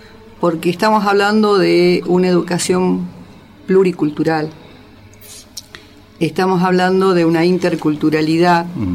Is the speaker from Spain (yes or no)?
no; Jujuy, Argentina; nosotros, que somos del lugar, que somos jujeños